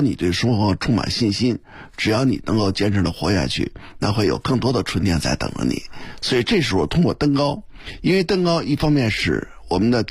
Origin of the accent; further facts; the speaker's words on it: Beijing, China; 咱们北京人过去传统